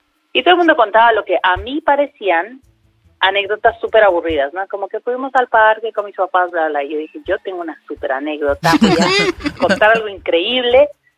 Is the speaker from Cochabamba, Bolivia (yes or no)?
yes; Cochabamba, Bolivia; De Cochabamba.